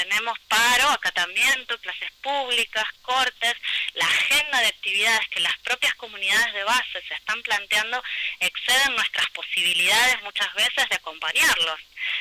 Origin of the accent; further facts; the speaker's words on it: Mina Clavero, Córdoba, Argentina; Sí, yo soy criada en Mina Clavero y actualmente visitante permanente de Nono.